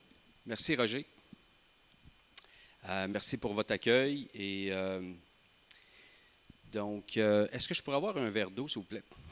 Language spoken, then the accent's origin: French; Magog, Quebec, Canada; Donc, je suis avec mon épouse Émilie, nous sommes de Magog